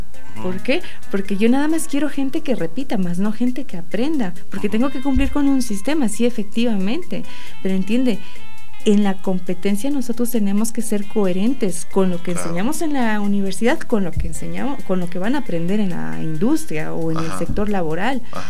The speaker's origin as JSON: {"language": "Spanish", "country": "Mexico", "said": "Entonces, ¿qué problema tenemos como mexicanos?"}